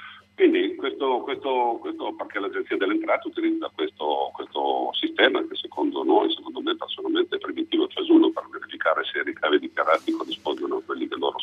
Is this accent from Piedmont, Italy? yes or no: yes; Turin, Piedmont, Italy; Siamo torinesi, operiamo nella regione Piemonte